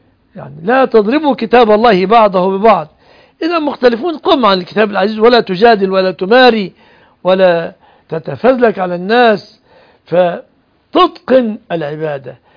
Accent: Egypt; المذيع لنشرة الأخبار مثلا عندنا في مصر كل كلامه باللغة العربية

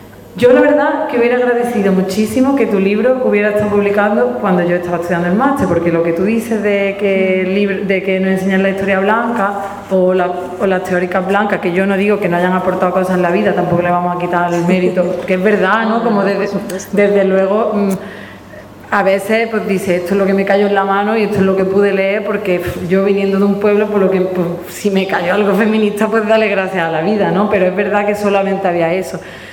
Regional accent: Andalusia, Spain; que yo soy blanca y que yo soy europea, pero que yo era andaluza, y no porque, ay, es que soy andaluza

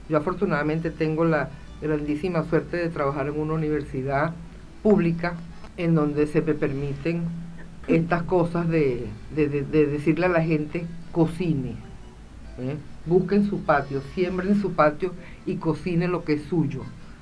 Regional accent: Venezuela; now in Argentina; Así como los venezolanos nos tenemos que animar a cebar mate

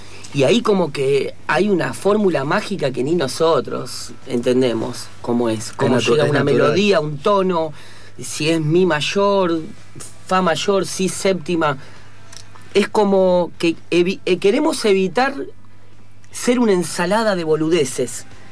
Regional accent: Buenos Aires, Argentina; born there; Mi lírica es porteña porque nací en Buenos Aires.

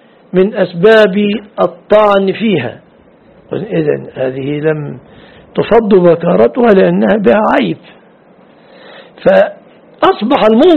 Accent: Mansoura, Dakahlia, Egypt; أنت في مصر هنا الحمد لله نذهب من بلادنا المنصورة للقيرة

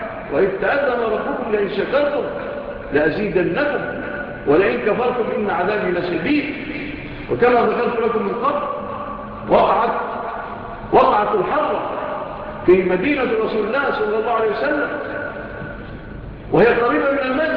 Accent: Egypt; وسألوا الله أن تكون بلادنا مصر بلادا آمنة مطمئنة

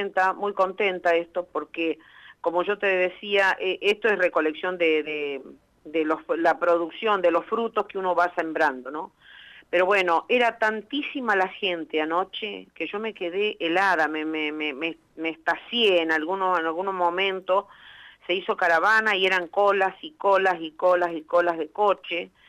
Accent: Buenos Aires, Argentina; born there; Yo soy nacida en Buenos Aires, pero bueno, me gradué como médica veterinaria en Pico, tengo parte de mi familia en Pico

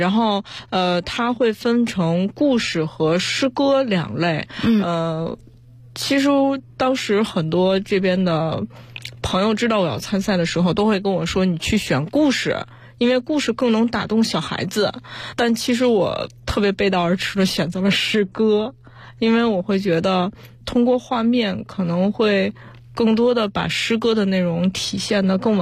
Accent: Beijing, China; 我本身是在北京出生，北京长大，

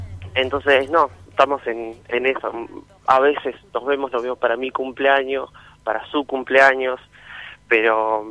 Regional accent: Colón, Buenos Aires Province, Argentina; yo soy de Colón, Buenos Aires, que es una ciudad chica

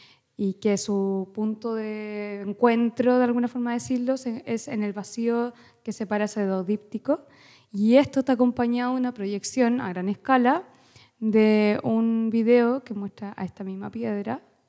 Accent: Santiago, Santiago Metropolitan Region, Chile; porque soy de Santiago, de Chile.

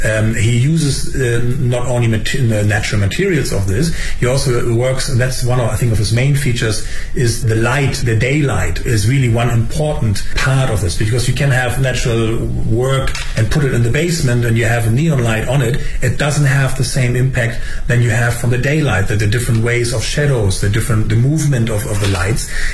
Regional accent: Germany; English is a second language; I mean, I'm from Germany. We also don't have bamboo.

